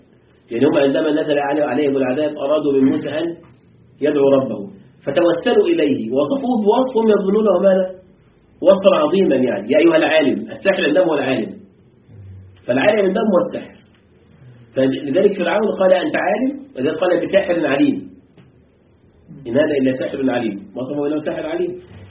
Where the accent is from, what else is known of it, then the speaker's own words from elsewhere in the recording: Egypt; موجود عندنا في مصر يعملون به أحيانا